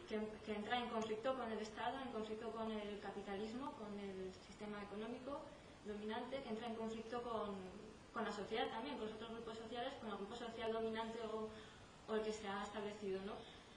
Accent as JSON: {"language": "Spanish", "country": "Mexico", "moved": "yes", "lives_now": "Spain", "said": "Yo desde que vine de México me vine con la idea también de construir"}